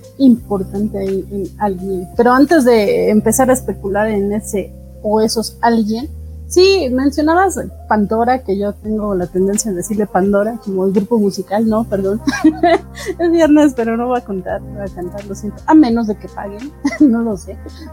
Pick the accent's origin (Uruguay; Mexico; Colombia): Mexico; Mexico City; accent: chilango; Espero que funcione mi dialecto chilango.